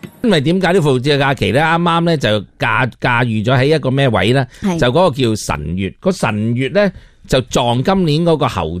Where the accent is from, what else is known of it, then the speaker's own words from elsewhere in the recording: Hong Kong; 你发唔发现以前我哋香港人咧旅游冇谂过呢啲嘢？